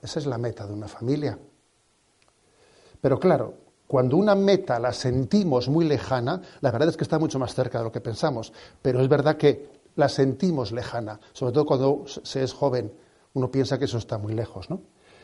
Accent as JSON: {"language": "Spanish", "town": "San Sebastián", "region": "Basque Country", "country": "Spain", "said": "Soy, como Donostiarra, también hijo de esa... No sé, he sido alumno del Colegio del Sagrado Corazón. He crecido, ¿no?, pues bajo esa mirada del corazón de Jesús, también desde el seno de la familia."}